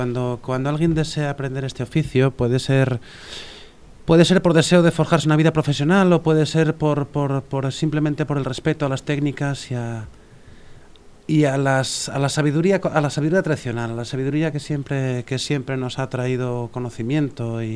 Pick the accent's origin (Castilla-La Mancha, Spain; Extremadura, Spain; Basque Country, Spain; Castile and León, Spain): Castile and León, Spain; Pinilla de la Valdería; Sí, soy de Pinilla de la Valdería. Es un pueblo chiquitito de la provincia de León, casi lindando con Zamora y Portugal, sí.